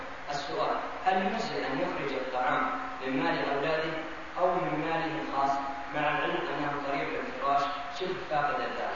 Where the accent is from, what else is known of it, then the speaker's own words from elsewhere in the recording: Medina, Medina Province, Saudi Arabia; أنا طالب من المدينة المنورة وأدرس في جدة